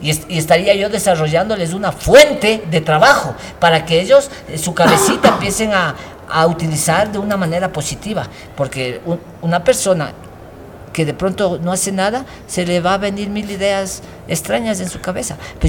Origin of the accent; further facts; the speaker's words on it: Ecuador; pero acá siendo propio ecuatoriano